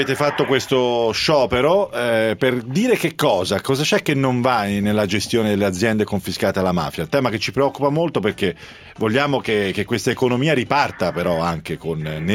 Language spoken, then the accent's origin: Italian; Tuscany, Italy; ce n'è una dalle mie parti, tra Pisa e Livorno